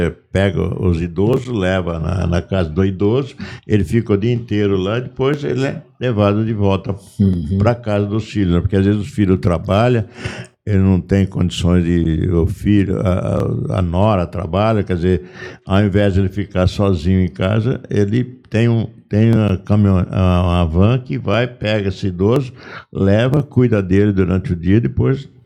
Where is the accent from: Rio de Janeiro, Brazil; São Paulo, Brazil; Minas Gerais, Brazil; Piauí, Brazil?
São Paulo, Brazil; Leme; eu fui fazer uma visita lá na minha cidade, lá de Leme